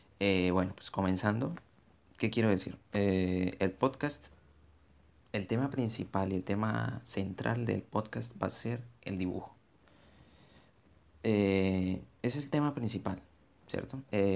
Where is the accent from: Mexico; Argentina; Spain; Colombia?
Colombia; Bogotá; born there; now in Villavicencio, Colombia; Soy colombiano. Actualmente vivo en Villavicencio Meta, pero nací en Bogotá.